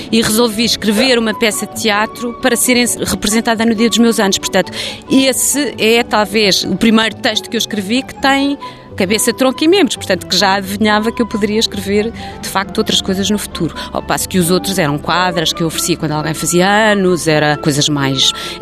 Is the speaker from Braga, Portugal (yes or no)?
no; Lisbon, Portugal; eu nasci em Lisboa, nunca tive aquela experiência, aliás tinha imensa inveja quando era miúda daquela experiência do campo e das pessoas que diziam que iam passar fins de semana à terra, porque acho que nunca tive terra.